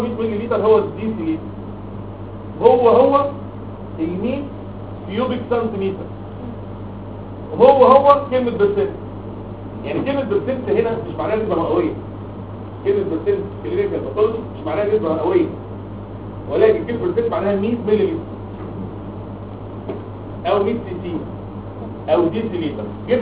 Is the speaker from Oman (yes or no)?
no; Egypt; انما احنا ساعتين مصريين بتوع الحضاره والتراث